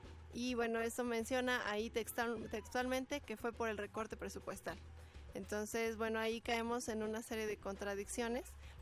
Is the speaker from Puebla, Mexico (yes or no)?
no; State of Mexico, Mexico; como en el caso mío, que vengo del Estado de México.